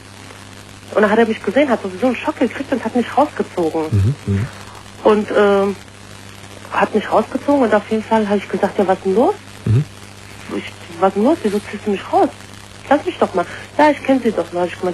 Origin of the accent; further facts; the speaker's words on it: Turkey; ich bin Türkin.